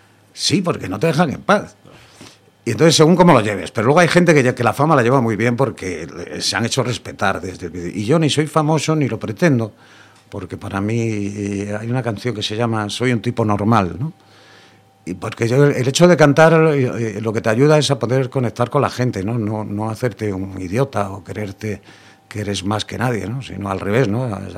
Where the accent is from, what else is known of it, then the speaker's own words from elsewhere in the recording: Corcubión, Galicia, Spain; Somos de Corcubión, totalmente Corcubión a primera división.